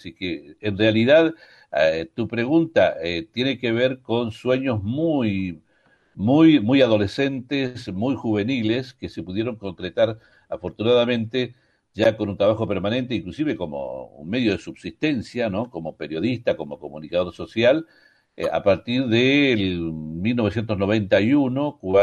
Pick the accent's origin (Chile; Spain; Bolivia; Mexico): Chile; yo soy chileno